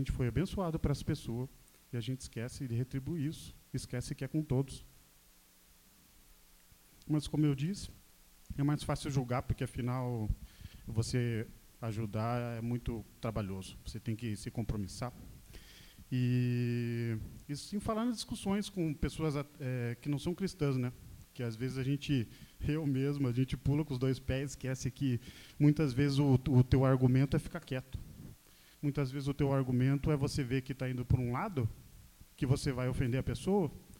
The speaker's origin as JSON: {"language": "Portuguese", "town": "Curitiba", "region": "Paraná", "country": "Brazil", "said": "eu sou curitibano"}